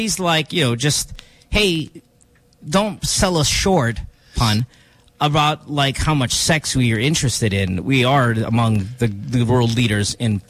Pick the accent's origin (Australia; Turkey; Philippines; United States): Philippines; we had this study come out that Filipinos have the smallest boobs in the world, and we're amongst the smallest peni in the world.